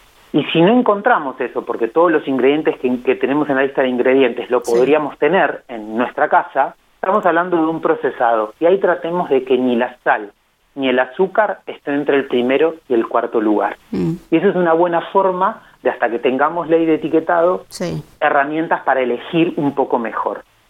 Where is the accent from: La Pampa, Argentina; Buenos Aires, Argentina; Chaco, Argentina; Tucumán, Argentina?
La Pampa, Argentina; Santa Rosa; Yo soy de Santa Rosa también